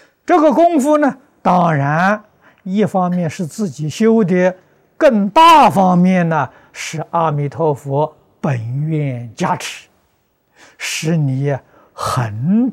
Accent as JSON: {"language": "Chinese", "country": "China", "said": "我们中国人口在全世界比例不止十分之一了，大概是五分之一了。"}